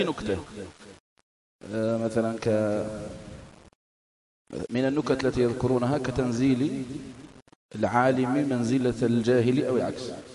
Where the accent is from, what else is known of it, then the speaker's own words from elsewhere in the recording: Algeria; علماء بلادنا الجزائر خصوصا